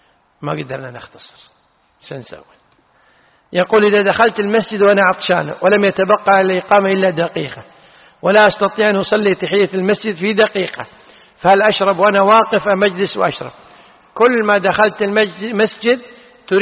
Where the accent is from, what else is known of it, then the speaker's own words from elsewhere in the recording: Kuwait; الفتوى عندنا في الكويت أنه لا تجوز